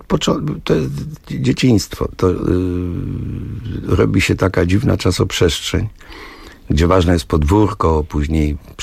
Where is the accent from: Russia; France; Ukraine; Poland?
France; first language French; Polish is a second language; Ja się urodziłem w tej Francji i cała moja rodzina uważała, że to taki przejściowy stan, że lada chwila wrócimy do Hiszpanii. W związku z tym mówiono do mnie po francusku.